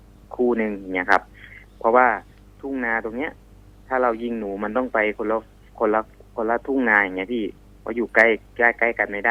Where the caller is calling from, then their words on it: Rangsit, Pathum Thani, Thailand; ตอนนี้ที่รังสิตอะครับ